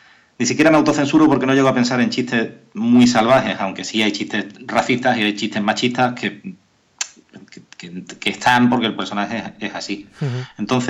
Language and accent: Spanish; Algeciras, Andalusia, Spain; Pues yo soy de Algeciras, siempre tiene gracia.